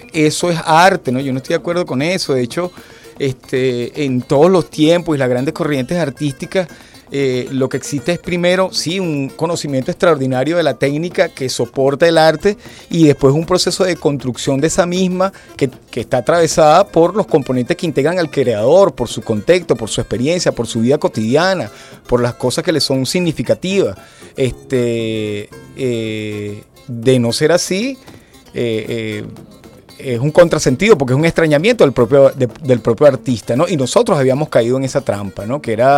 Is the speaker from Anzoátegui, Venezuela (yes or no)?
no; Caracas, Capital District, Venezuela; como lo entendemos en la ciudad de Caracas, porque nosotros somos caraqueños y nos interesa lo cotidiano, lo urbano